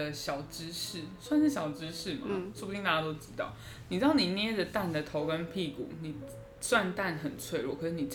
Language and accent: Chinese; northern Taiwan, Taiwan; 台语当然是不好，我是北部人哎、欸。